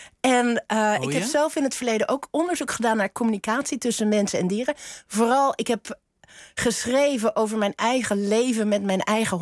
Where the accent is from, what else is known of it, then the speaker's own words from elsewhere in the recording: Flanders, Belgium; accent: Flemish; Omdat ik uit Vlaamse ouders ben. Wij spraken thuis ook Vlaams en Nederlands.